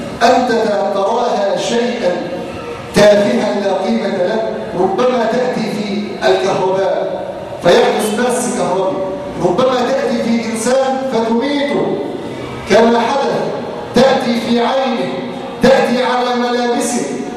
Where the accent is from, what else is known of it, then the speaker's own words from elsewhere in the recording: Egypt; نسأله أن يجعل بلادنا مصر آمنة مطمئنة